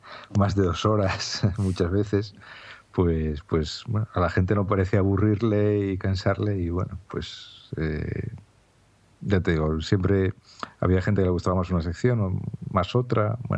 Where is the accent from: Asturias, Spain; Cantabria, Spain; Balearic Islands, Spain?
Asturias, Spain; soy un asturiano, vivo en Gijón